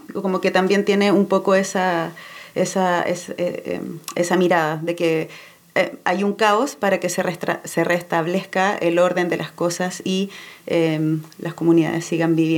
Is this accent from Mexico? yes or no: no; Chile; yo vengo de Chile